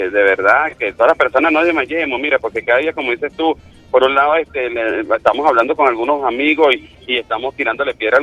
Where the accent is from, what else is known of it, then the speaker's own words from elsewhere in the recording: Venezuela; nosotros como venezolanos podamos entender